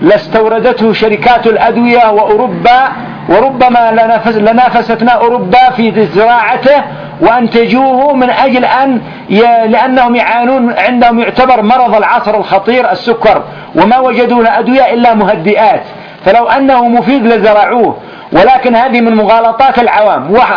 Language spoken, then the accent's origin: Arabic; Yemen; فمثلا الآن التونة ما يسمى عندنا في اليمن تونة